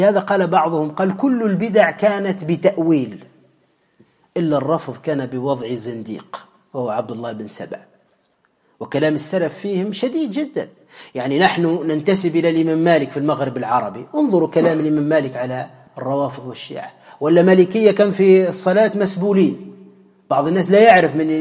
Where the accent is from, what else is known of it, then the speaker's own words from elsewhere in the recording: Tunisia; وعندنا في تونس موجودون